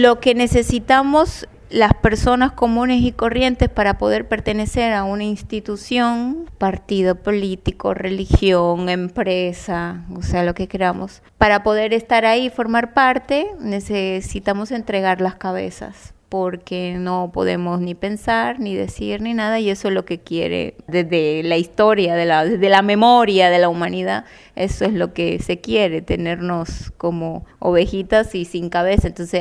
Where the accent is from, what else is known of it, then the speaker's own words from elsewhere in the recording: Dominican Republic; now in Buenos Aires, Argentina; Tengo mi grupo que es un mix dominicano-argentino, porque yo soy dominicana y llegué aquí justo este mes, cumplo 18 años, así que soy medio porteña también. De hecho, hice familia aquí